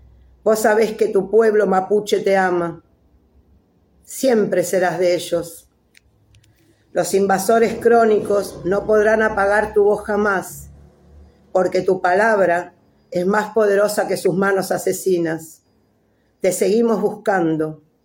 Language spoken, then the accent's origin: Spanish; Buenos Aires, Argentina; soy de Buenos Aires, Argentina